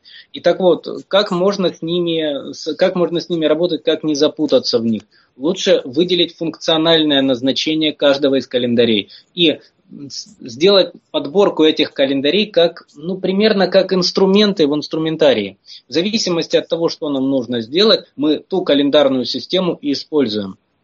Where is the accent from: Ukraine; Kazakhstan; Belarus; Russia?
Ukraine; Я как украинец, украинская территориальная разновидность русских